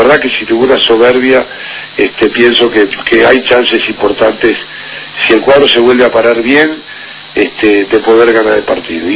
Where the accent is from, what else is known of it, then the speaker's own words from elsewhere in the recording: Uruguay; Sí, como corresponde, como uruguayo